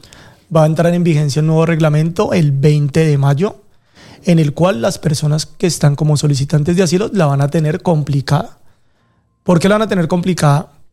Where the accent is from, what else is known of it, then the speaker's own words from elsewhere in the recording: Colombia; now in Spain; Normalmente vine de Colombia, pues llevo acá en España 2 años